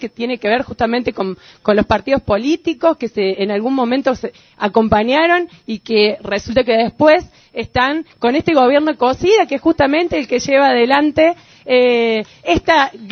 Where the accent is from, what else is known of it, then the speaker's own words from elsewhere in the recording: Paravachasca, Córdoba, Argentina; Yo soy de Parabachasca, venimos acá con nuestros compañeros y compañeras.